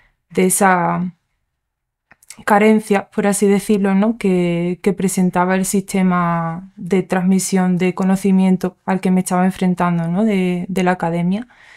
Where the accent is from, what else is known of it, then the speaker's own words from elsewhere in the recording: Andalusia, Spain; also born or lived in England; Nací en Inglaterra, pero me he criado en Andalucía. Y bueno, soy hija de inmigrantes como del norte-sur, por así decirlo.